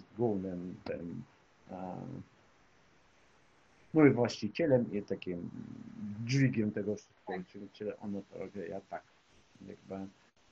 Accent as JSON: {"language": "Polish", "town": "Lviv", "region": "Lviv Oblast", "country": "Ukraine", "moved": "as an adult", "lives_now": "Krakow, Poland", "said": "Jestem z Lwowa w ogóle, a od 2015 roku mieszkam w Krakowie, mieszkam to znaczy i pracuję w Krakowie. Pewno, że tak. Ile mam lat, to na teraz 48."}